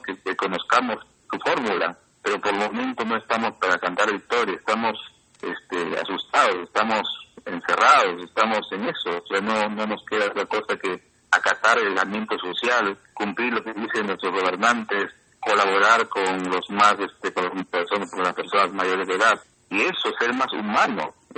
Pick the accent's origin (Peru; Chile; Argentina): Peru; como peruanos y también como pueblos indígenas